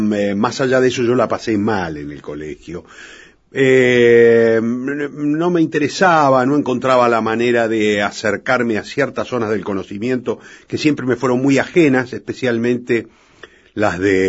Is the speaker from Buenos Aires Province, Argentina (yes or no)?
yes; San Martín, Buenos Aires Province, Argentina; Nací en San Martín, provincia de Buenos Aires, en el Gran Buenos Aires.